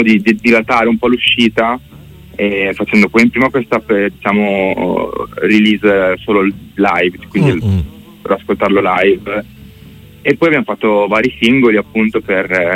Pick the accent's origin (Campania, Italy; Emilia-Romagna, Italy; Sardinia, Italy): Emilia-Romagna, Italy; Bellaria; now in Santarcangelo di Romagna, Italy; Siamo Romagna, io e Lorenzo, adesso io abito proprio a Sant'Arcangelo, ma ho sempre abitato sulla riviera, tipo Bellaria Marina.